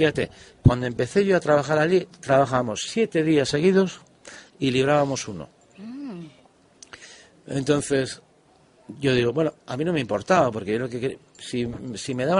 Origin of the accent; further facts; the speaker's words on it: Hernani, Basque Country, Spain; Mi tierra, mira, acabo de estar, ahora he pasado el mes de julio allí. Y la verdad, en mi pueblo, que soy de Hernani, hay dos calles importantísimas.